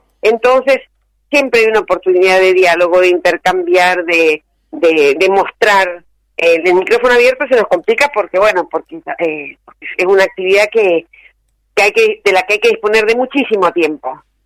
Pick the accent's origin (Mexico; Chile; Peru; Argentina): Argentina; Mendoza; yo especialmente como mendocina, porque bueno, haber ido a estudiar cuando era chica, cuando era adolescente, a leer ahí en la biblioteca